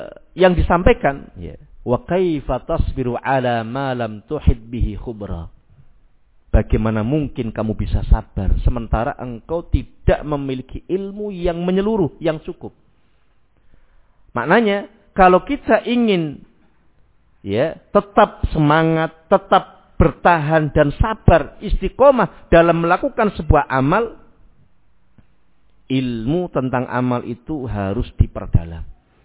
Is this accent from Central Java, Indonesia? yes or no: yes; Rembang, Central Java, Indonesia; moved away; Di tempat kota saya, ya, daerah Rembang sana, ya, mungkin baru kali-kali ini mungkin mulai muncul. Dulu belum ada.